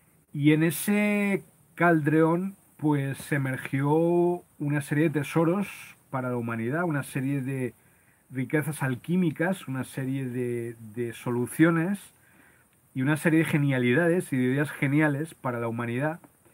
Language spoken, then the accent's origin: Spanish; Loja, Andalusia, Spain; born there; Ubicado en la zona donde nací, en Loja, en Granada, en España.